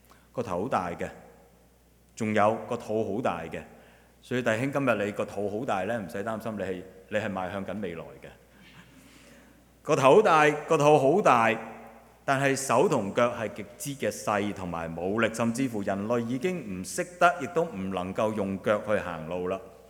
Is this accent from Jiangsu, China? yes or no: no; Chaozhou, Guangdong, China; 我是潮州人，潮语不是讲潮州话